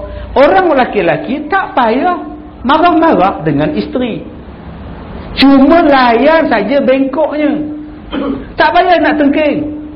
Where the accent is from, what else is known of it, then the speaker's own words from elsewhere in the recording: Perak, Malaysia; Macam saya ni orang Perak, datang ke Pantai Kelebang.